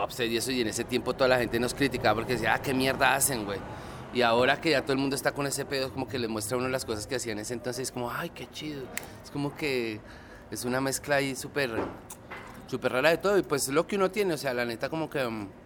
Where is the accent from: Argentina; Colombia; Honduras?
Colombia; Y a eso pues se le suma pues lo que es uno como colombiano